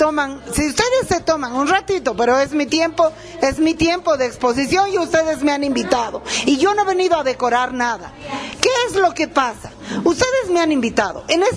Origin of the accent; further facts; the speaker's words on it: Bolivia; Yo, como boliviana, considero